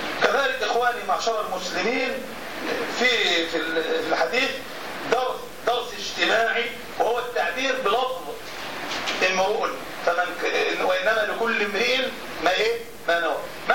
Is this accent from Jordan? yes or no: no; Egypt; مصري ومصر لها شأن وفضل، واحنا بنفخر ان احنا مصريين